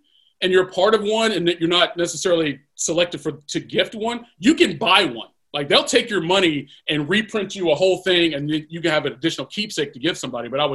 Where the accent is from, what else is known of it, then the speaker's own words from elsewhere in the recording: Kentucky, United States; So I'm from Kentucky, went to school there.